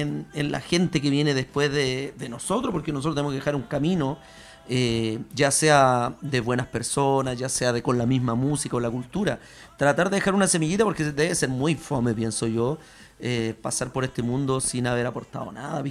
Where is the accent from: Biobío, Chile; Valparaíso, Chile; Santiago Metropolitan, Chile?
Santiago Metropolitan, Chile; Pudahuel; also born or lived in Cerro Navia; yo en una población crecí, y yo en Pudahuel, de hecho, antes que de Cerro Navia yo era de Pudahuel, y hasta casi los 14 años en Pudahuel